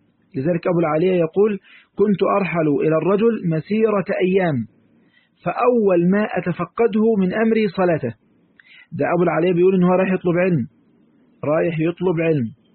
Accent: Egypt; عارفين كلمة حلواني عندنا في مصر

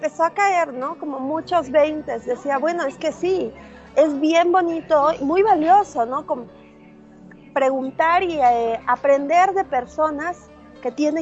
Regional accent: Mexico; yo soy mexicana, sí

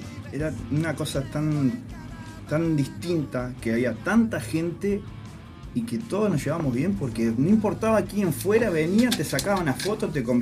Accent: Pando, Canelones, Uruguay; allá de donde soy yo, que yo soy de Pando, no soy de acá.

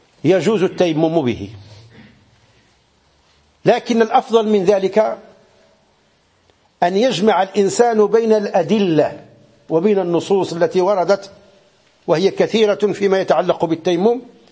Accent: Morocco; في بعض المناطق عندنا في المغرب

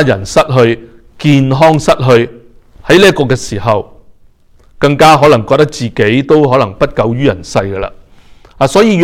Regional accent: Hong Kong; 小时候在香港居住的时候，因为天气是潮湿和热的缘故

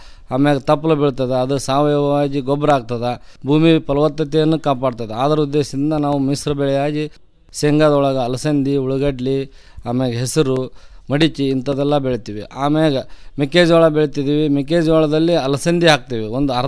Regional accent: Kamanur, Karnataka, India; ನಾವು ಜಿಲ್ಲಾ ಕೊಪ್ಪಳ ತಾಲೂಕಿನ ಕಾಮನೂರು ಗ್ರಾಮದವರು. ನಮ್ಮದು ಅವಿಭಕ್ತ ಕುಟುಂಬ. ನಾವು ಮೂಲತಃ ಕೃಷಿ ಆಧಾರಿತವಾದ ಕುಟುಂಬ.

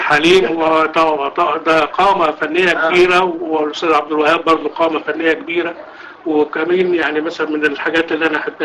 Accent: Egypt; فكان صاحب الفندق لما عرف ان احنا مصريين

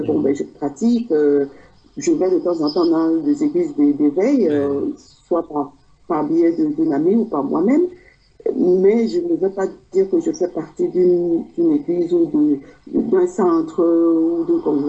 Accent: Douala, Littoral, Cameroon; Mais la plupart, moi, de ma région de Douala, parce que j'ai grandi à Bonaprison, hein, et j'ai passé mon enfance à Bonaprison

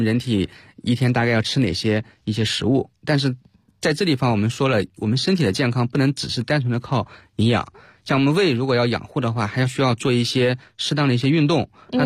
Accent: China

